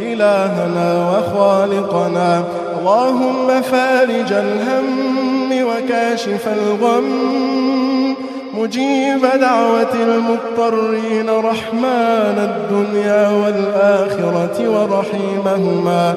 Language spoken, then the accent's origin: Arabic; Egypt; اللهم احفظ لنا بلدنا مصر من كل سوء يا رب العالمين